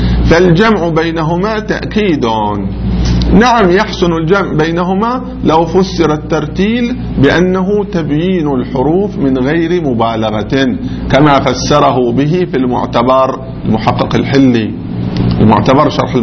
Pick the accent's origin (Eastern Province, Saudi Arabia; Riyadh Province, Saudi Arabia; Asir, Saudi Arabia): Eastern Province, Saudi Arabia; Qatif; الذين مو عندنا في القطيف ناس يقولوا صراط الذين